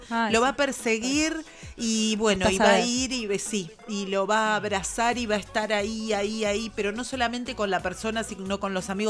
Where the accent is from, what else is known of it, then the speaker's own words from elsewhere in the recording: Berisso, Buenos Aires Province, Argentina; invitarlo a la isla Paulino, yo que soy de Berisso